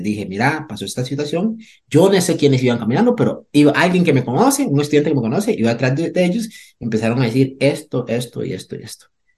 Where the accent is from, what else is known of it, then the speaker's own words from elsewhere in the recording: Limón, Costa Rica; first language Limonese Creole English; Spanish is a second language; mi lengua materna, mi primer, que es una variante lingüística del inglés, que hablamos en Limón